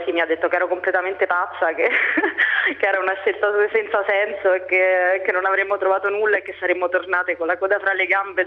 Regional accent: Rome, Lazio, Italy; moved away as an adult; now in Paris, France; Allora, vengo da Roma, mi sono laureata 3 anni e mezzo fa a Roma

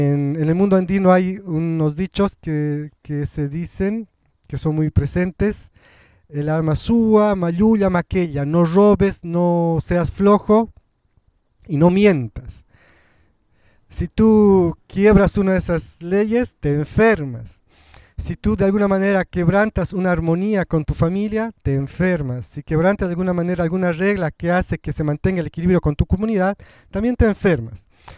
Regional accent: La Paz, Bolivia; first language Spanish; Yo ya nací en la ciudad, mi abuela era aymara, mi familia materna tiene mucha influencia quechua, pero yo nací en la ciudad. Mi primera lengua es el español. Y digo que soy aymarizado porque en la experiencia de la vida cotidiana en Bolivia, en La Paz

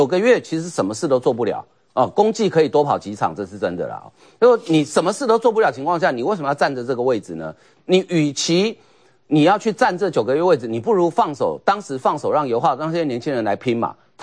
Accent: Taiwan; 其实我们台湾人常讲

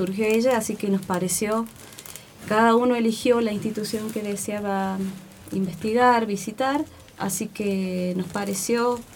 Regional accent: Villa de las Rosas, Córdoba, Argentina; Yo soy de Villa de las Rosas.

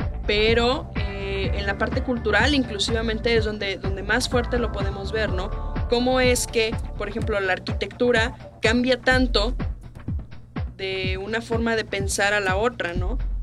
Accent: Mexico; todos nosotros como mexicanos pues lo conocemos

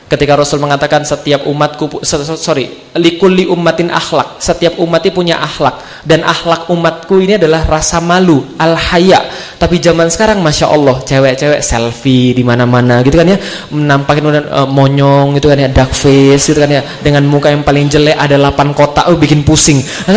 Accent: Palembang, South Sumatra, Indonesia; saya lahir di Palembang, saya dibesarkan di Palembang dari keluarga Katolik. Keluarga saya Katolik, nenek saya Buddha, ada juga yang Tao.

